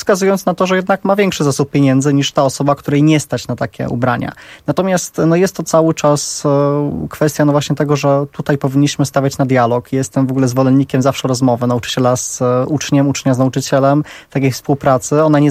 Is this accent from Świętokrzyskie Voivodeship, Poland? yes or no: no; Warsaw, Masovian Voivodeship, Poland; ja tutaj jestem z Warszawy